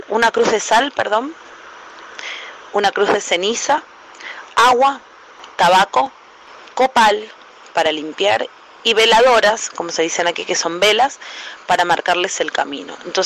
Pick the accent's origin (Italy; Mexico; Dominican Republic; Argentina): Argentina; Nosotros como argentinos también sabemos de eso.